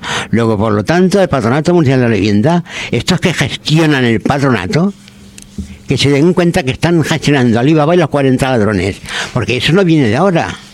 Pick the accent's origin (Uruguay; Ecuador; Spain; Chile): Spain; Barcelona, Catalonia; born there; yo nací en la montaña, en Montjuïc. Y de Montjuïc me llevaron a Barracones, y de Barracones me fui a vivir a Zona Franca, a Eduardo Onos.